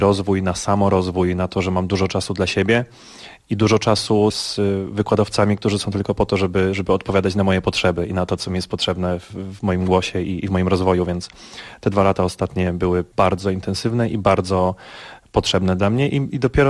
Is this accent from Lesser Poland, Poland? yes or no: yes; Brzesko, Lesser Poland, Poland; now in New York, United States; jestem barytonem z Brzeska w Małopolsce.